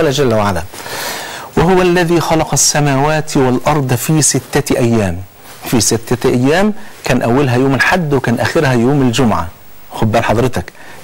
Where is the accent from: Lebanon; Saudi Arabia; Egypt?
Egypt; وأحيانا بنحس ان احنا وصلنا اللي بيسموها كده بلغتنا كمصريين لحارة سد